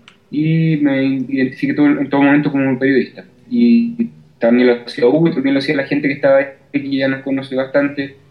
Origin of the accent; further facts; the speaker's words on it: Chile; tuviéramos como chileno que tuviéramos que pedir permiso para manifestarnos.